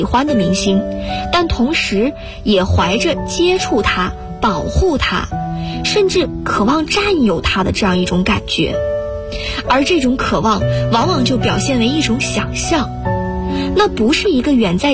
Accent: Guangzhou, Guangdong, China; now in Nanjing, China; 来自广东广州，我在南京大学，距离我的家乡1367公里。

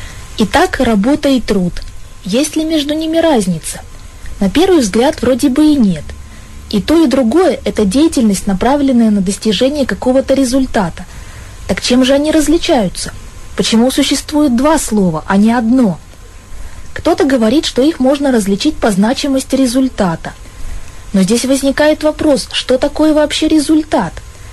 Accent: Chelyabinsk, Chelyabinsk Oblast, Russia; я из Челябинска.

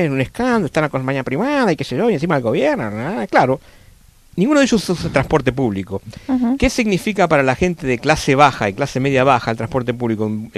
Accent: Argentina; yo ahora salgo como argentino al mundo y me puedo golpear el pecho un poquito

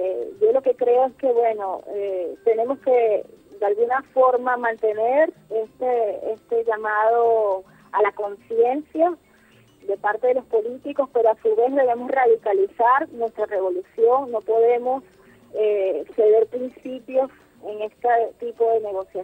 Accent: Venezuela; nos duele a los venezolanos

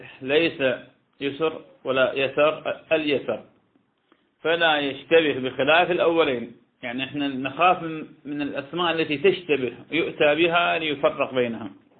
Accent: Iraq; وهذا يحصل كثيرا كان عندنا في العراق

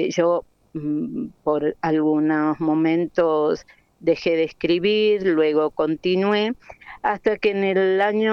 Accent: Mendoza, Argentina; buscando qué nombre ponerle a ese dúo que de alguna manera nos identificara como mendocinos

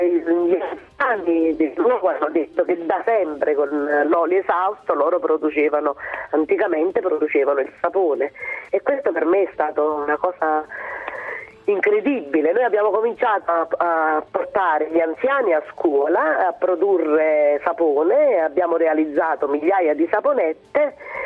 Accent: Campania, Italy; moved away as an adult; io ho fatto in omaggio alla mia terra, che è la terra dei fuochi, dove, insomma, da dove sono andata via

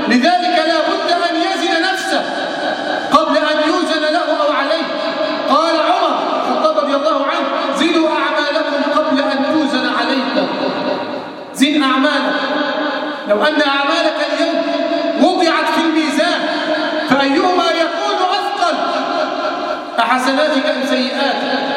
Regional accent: Egypt; اللهم احفظ بلدنا مصر من الفتن ما ظهر منها وما بطن

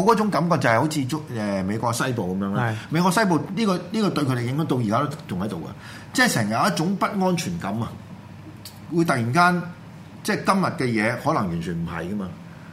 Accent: China; 我哋今日身為中國人，我哋就點樣如何？

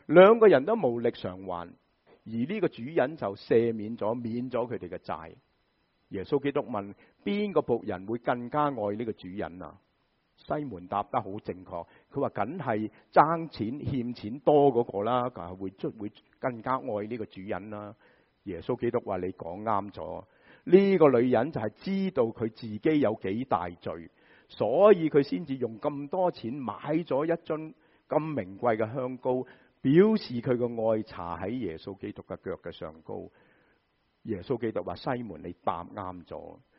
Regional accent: China; 好像我们中国人，我听过台山人都是这样

